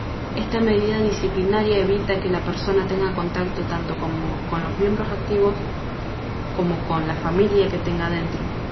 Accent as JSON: {"language": "Spanish", "town": "Cinco Saltos", "region": "Río Negro", "country": "Argentina", "tie": "born or raised there", "also_born_or_lived": "Lincoln", "said": "Tengo 24 años, soy de Argentina. Nací y me crié mis primeros 9 años en Cinco Saltos, provincia de Río Negro, al sur de la Argentina. Cuando cumplí 9 nos mudamos con mi hermana mayor, que me lleva 1 año, mi mamá, a Lincoln, provincia de Buenos Aires."}